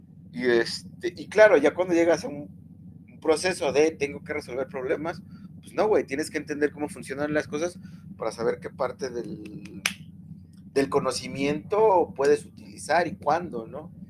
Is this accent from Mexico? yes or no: yes; Mexico; yo estoy pensando en la historia de México y digo, güey, o sea, la historia que yo estudié en mi país, que me dio el sistema, pues no explica nada